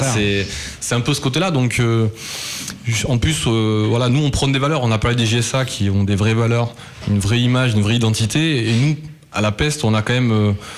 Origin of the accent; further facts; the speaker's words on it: Bordeaux, Nouvelle-Aquitaine, France; moi je suis né ici. Je suis un Bordelais pur souche